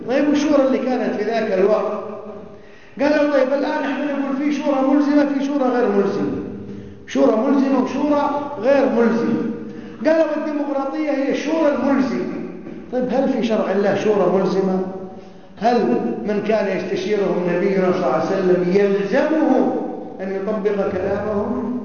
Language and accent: Arabic; Kuwait; شيخهم عندنا في الكويت عبد الرحمن عبد الخالق